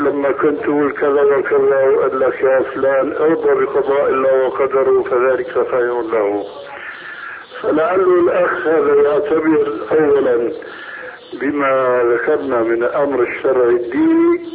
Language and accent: Arabic; Syria; هي كما يقولون عندنا في سوريا